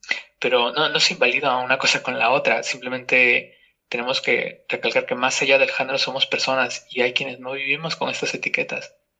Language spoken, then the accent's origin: Spanish; Peru; born there; moved away; como te mencioné antes, yo de hecho nací en Perú, ¿no?